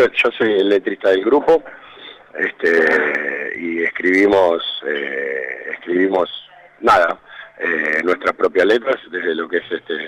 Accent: Buenos Aires, Argentina; Mi familia es gastronómica, hijo de inmigrantes, pero somos del Parque de los Patricios

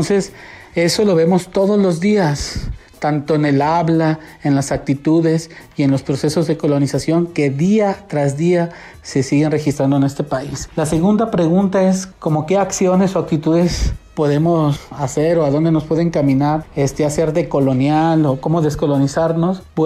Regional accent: Chapultenango, Chiapas, Mexico; now in Guadalajara, Mexico; soy de Chapultenango, Chiapas, y desplazado a la ciudad de Guadalajara

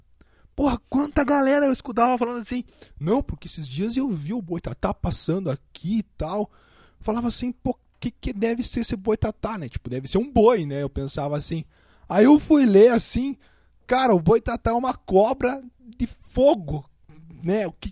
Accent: Paraná, Brazil; atualmente eu tô morando na cidade de Curitiba, mas por incrível que eu pareça, eu nasci no interior do Paraná. Como aqui diz, eu sou VIP. Sou VIP, vim do interior do Paraná.

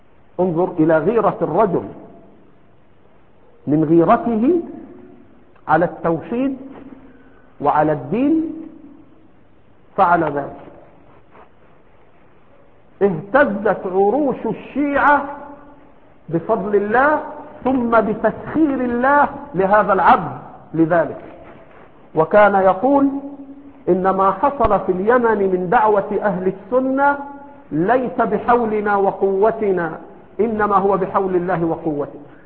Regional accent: Egypt; إما أنه هنا عندنا في مصر إما أنه يجهل تلك الأصول

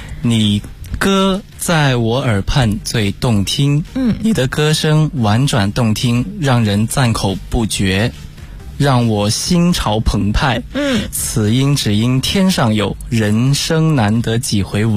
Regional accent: Foshan, Guangdong, China; 我来自广东佛山。

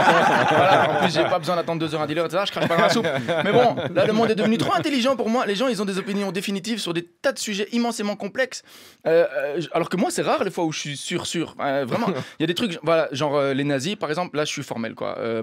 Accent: Belgium; En tant que belge

